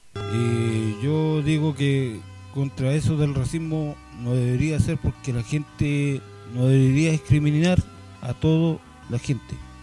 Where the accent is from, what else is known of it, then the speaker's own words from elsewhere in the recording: Temuco, Araucanía, Chile; Y bueno, yo soy de aquí de Temuco.